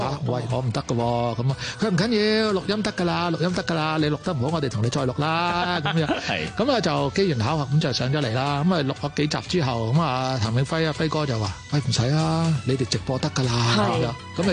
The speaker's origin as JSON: {"language": "Cantonese", "country": "Hong Kong", "tie": "born or raised there", "said": "因为我系土生土长，就算点都好啦，咁我都觉得。应该翻嚟嘅，咁唔系90年毅然翻咗嚟咯。"}